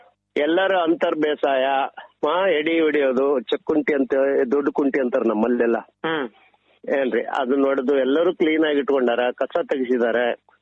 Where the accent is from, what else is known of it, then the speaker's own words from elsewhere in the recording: Sindhanur, Karnataka, India; ಇದು ನಾವು ಸಿಂಧನೂರ್ನ ಈ ಕಡೆ ನಾವು ಪಶ್ಚಿಮ ಭಾಗದವ್ರು ಆಗ್ತವ್ರಿ.